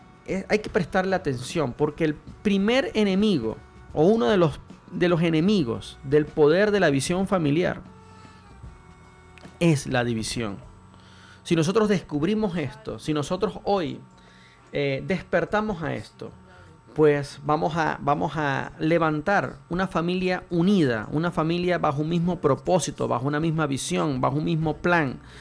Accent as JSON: {"language": "Spanish", "country": "Venezuela", "moved": "yes", "lives_now": "Chile", "said": "traigo a colación mi país, Venezuela, que una de las cosas que lamentablemente trajo el socialismo en mi país, en el caso de mi país fue el socialismo, aquí se la adjudica a la derecha, aquí en Chile."}